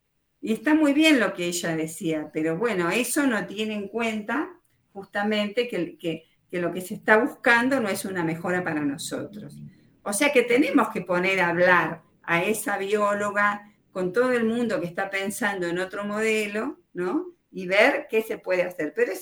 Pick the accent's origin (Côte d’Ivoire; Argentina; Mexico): Argentina; Lamentablemente no lo veo como Argentina. Ahora, nosotros exportamos petróleo desde Puerto Rosales a Estados Unidos.